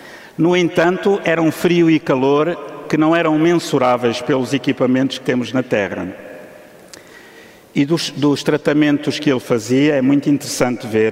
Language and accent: Portuguese; Portugal; trouxe logo 2, como um bom português, da mesma marca